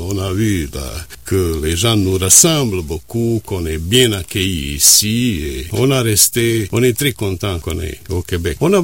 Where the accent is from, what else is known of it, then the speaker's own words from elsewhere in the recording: Travnik, Federation of Bosnia and Herzegovina, Bosnia & Herzegovina; French is a second language; Ma ville natale, la ville où on a habité, c'est Travnik. C'est 80 km au nord-ouest de Sarajevo.